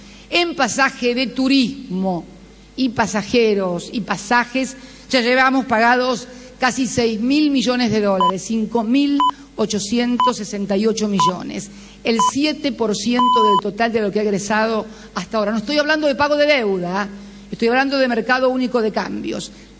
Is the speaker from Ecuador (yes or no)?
no; Argentina; lo digo también con mucho dolor como argentina